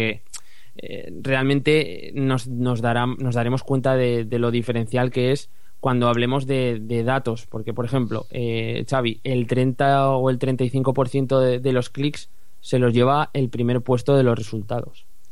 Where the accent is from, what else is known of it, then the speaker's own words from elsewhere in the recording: Zaragoza, Aragon, Spain; tengo 25 años, soy de Zaragoza